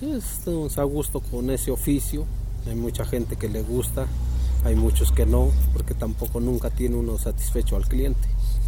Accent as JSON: {"language": "Spanish", "town": "Amecameca", "region": "State of Mexico", "country": "Mexico", "said": "Soy de acá de Amecameca, Estado de México."}